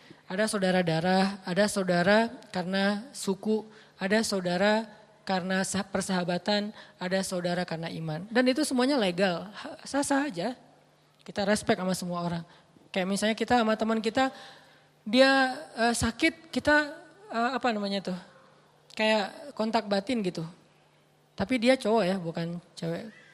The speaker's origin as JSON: {"language": "Indonesian", "region": "Aceh", "country": "Indonesia", "tie": "born or raised there", "said": "Kenapa kamu mau bantu pas gempa di Aceh? Itu kampung saya. Emangnya yang gempa di Aceh doang? Ya gak masalah, tapi itu kampung saya gitu."}